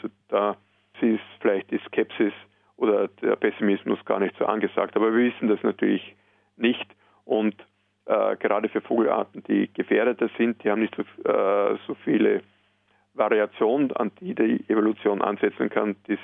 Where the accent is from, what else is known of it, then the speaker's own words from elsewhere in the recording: Austria; bei uns in Österreich sogar von Bundesland zu Bundesland unterschiedlich